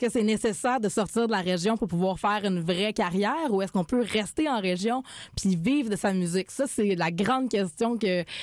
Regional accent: Quebec, Canada; Puis moi, je viens de région aussi. Je viens vraiment du Bas-Saint-Laurent, donc de plus loin encore que Québec.

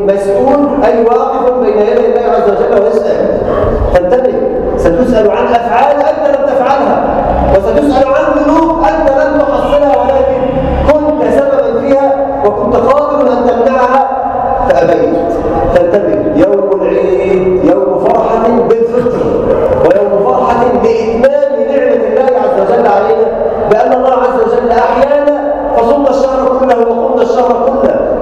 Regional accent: Egypt; اللهم اجعل بلدنا مصر امنا الامان، سلما سلاما، سخاء رخاء

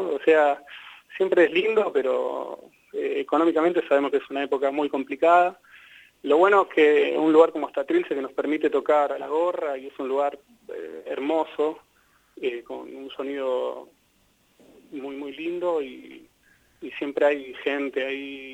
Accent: Buenos Aires, Argentina; Yo soy de Buenos Aires, soy pampeano por adopción y griego por osmosis

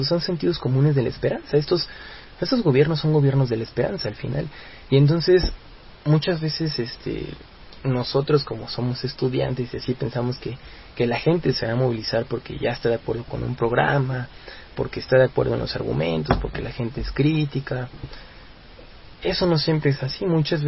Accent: Mexico; a nosotros como mexicanos nos demuestra el sendero

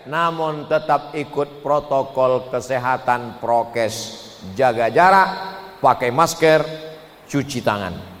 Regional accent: Riau, Indonesia; Kita sebagai orang Riau

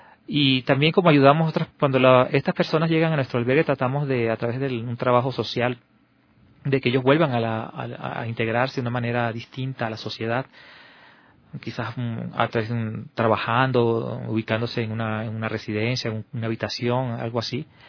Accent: Venezuela; now in Quito, Ecuador; estoy trabajando allí en el albergue hace 3 meses. Soy venezolano

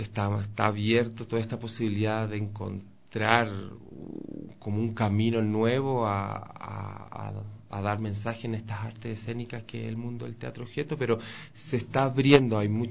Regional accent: Chile; Es que yo de nacionalidad soy chileno

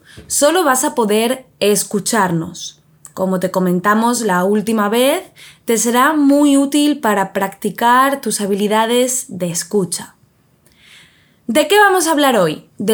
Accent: Spain; ¿Cómo de puntuales crees que somos los españoles

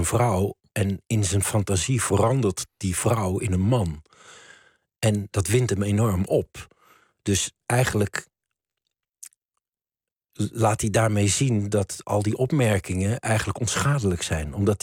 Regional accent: Maastricht, Limburg, Netherlands; ik kwam ook uit Maastricht.

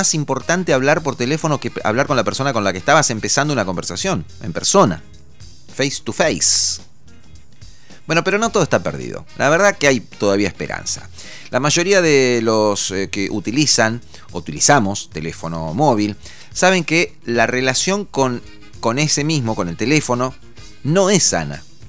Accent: Argentina; Porque soy argentino y hablo en español.

